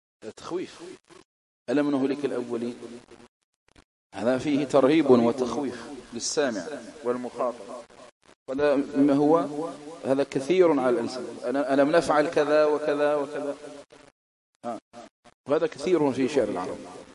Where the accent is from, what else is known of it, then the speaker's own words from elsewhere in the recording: Algeria; خاصة في بلادنا الجزائر